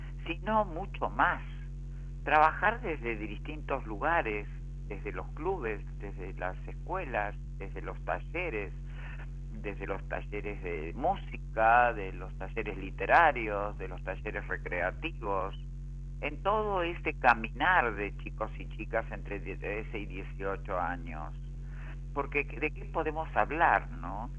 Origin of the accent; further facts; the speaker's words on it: General San Martín, Buenos Aires Province, Argentina; soy del distrito de General San Martín, provincia de Buenos Aires, de Argentina